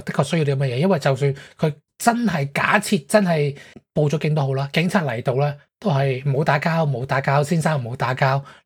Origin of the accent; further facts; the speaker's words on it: Hong Kong; 系远超我哋香港人嘅程度噶